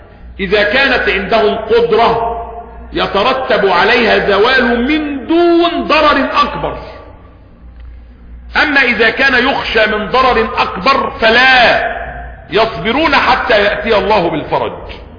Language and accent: Arabic; Egypt; لان احنا عندنا في سيناء جيش تاني وفي غرب القناة الجيش التالت